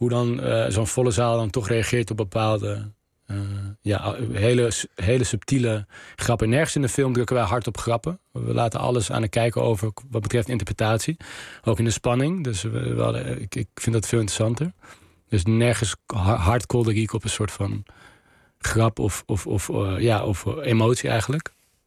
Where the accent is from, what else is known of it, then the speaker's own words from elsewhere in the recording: Amsterdam, North Holland, Netherlands; Ik ben in Nieuw-Sloten opgegroeid bij Amsterdam-Osdorp. Op de grens